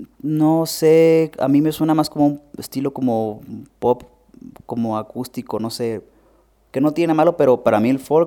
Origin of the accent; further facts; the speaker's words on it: Hermosillo, Sonora, Mexico; also born or lived in Nogales / Los Angeles / New Mexico; Yo nací en Nogales, Sonora. Me fui a vivir a Hermosillo, Sonora, de muy joven. Y estuve pasando mi infancia entre Sonora, Los Ángeles y Nuevo México.